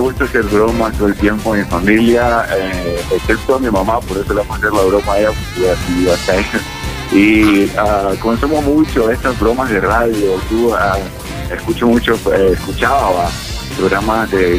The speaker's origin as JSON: {"language": "Spanish", "country": "Nicaragua", "lives_now": "United States", "said": "Yo soy nicaragüense, de Pino Ledo, de corazón."}